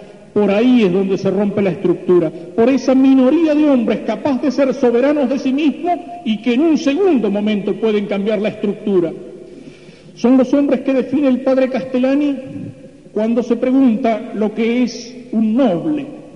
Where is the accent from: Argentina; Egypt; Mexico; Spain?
Argentina; pero yo acá en la Argentina no tengo televisión